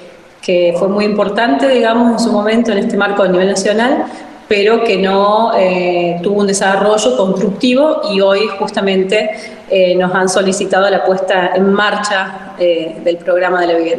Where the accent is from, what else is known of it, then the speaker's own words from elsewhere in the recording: La Rioja, Argentina; also born or lived in Córdoba; me encontré de nuevo en la provincia de La Rioja. Yo soy riojana cordobesa, digamos.